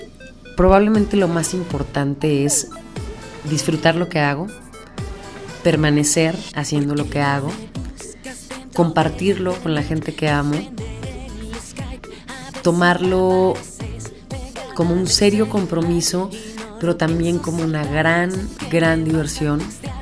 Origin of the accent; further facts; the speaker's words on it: Mexico; Pero mi prioridad es México, mi prioridad es mi lenguaje, mi música, mis raíces.